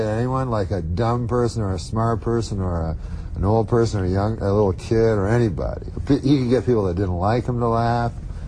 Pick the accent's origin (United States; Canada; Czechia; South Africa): Canada; I'm from Canada, but, you know, I'm still a human being.